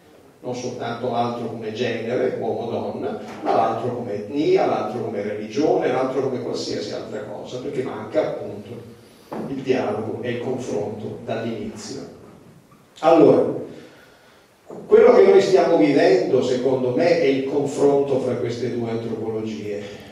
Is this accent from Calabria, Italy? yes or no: yes; Reggio Calabria, Calabria, Italy; io quando ero ragazzo, io sono nato a Reggio Calabria